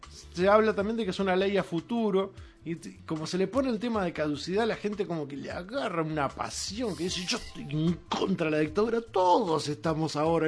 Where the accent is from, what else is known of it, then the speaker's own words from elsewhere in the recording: Uruguay; Acá tenemos que pensar todos como uruguayos.